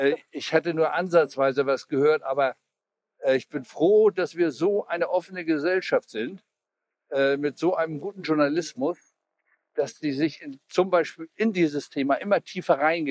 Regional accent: Hamburg, Germany; wie wir als Hamburger mit den Feiertagen

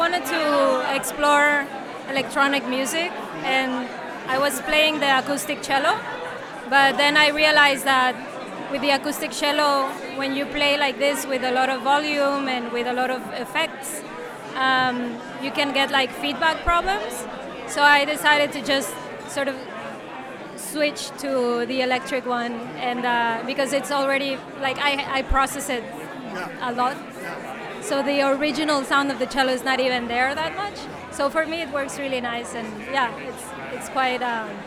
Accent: Mexico; now in Amsterdam, Netherlands; I'm based in Amsterdam, but I am originally from Mexico. I've been living here for 5 years.

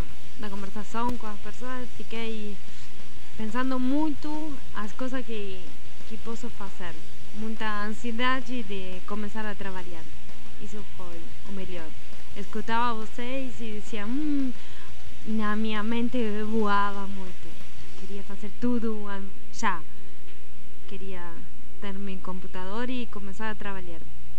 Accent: La Plata, Buenos Aires Province, Argentina; Portuguese is a second language; now in Belo Horizonte, Brazil; E eu sou de La Plata, perto de Buenos Aires, a capital do estado de Buenos Aires. Tem gente, 600 mil habitantes, mas não tanto como BH

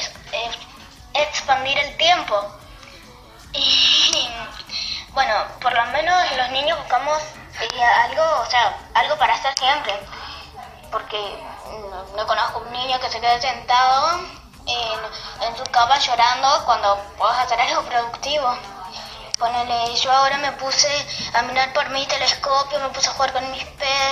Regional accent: Paraná, Entre Ríos, Argentina; soy de Paraná, Entre Ríos

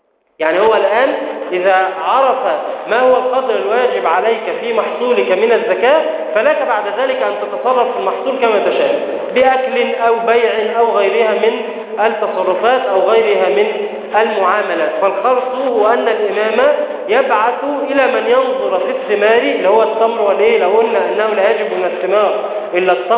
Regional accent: Egypt; لكن عندنا في مصر أن الزراعة تكون بكلفة ومؤنة

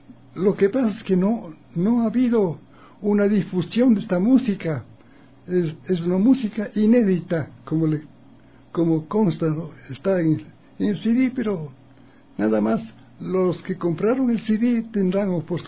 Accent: Ecuador; basado en que somos ecuatorianos.

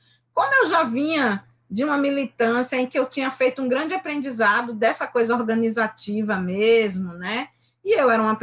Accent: Recife, Pernambuco, Brazil; Mas aos 6 anos eu me mudei para o Alto Santa Terezinha, que é um bairro aqui na Zona Norte. Eu ainda moro na Zona Norte, eu gosto muito de morar na Zona Norte do Recife, né?

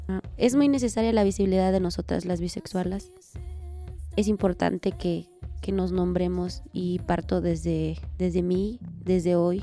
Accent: Cuajinicuilapa, Guerrero, Mexico; Soy originaria de Cuajinicuilapa, Guerrero. Tengo 28 años. Me asumo como mujer bisexual afromexicana, feminista.

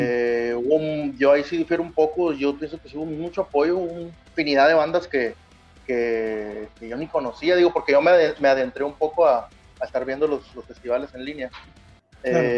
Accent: Mexico; eso yo creo que es lo que nos ha detenido a todos como mexicanos, yo siento.

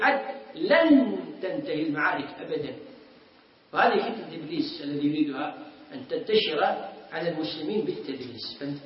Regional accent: Kuwait; عندنا في الكويت قبل أكثر من 10 سنوات

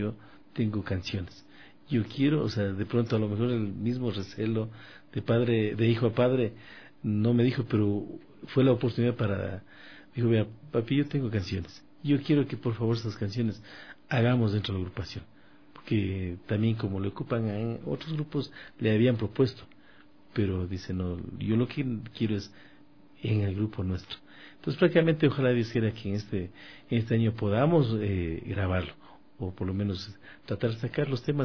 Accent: Latacunga, Cotopaxi, Ecuador; Somos hermanos ecuatorianos. A los amigos oyentes, La Tacunga queda en el centro del país.

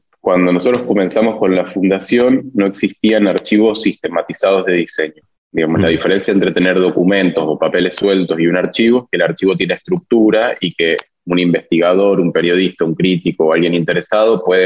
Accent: Mendoza, Argentina; Como yo vengo de Mendoza y además me interesa el diseño y diferentes territorios

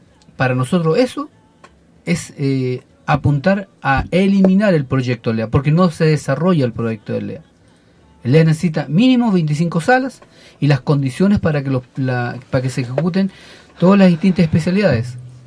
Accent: Chile; como ciudadanos, como chilenos, ¿cachai?

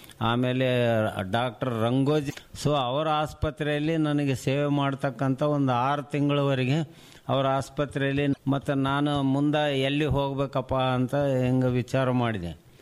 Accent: Raichur, Karnataka, India; ನನ್ನ ಹುಟ್ಟೂರು ರಾಯಚೂರು, 1944 ಅಂದರೆ ಸ್ವಾತಂತ್ರ್ಯ ಪೂರ್ವದಲ್ಲಿ ನಾವು ಹುಟ್ಟಿದವನು.

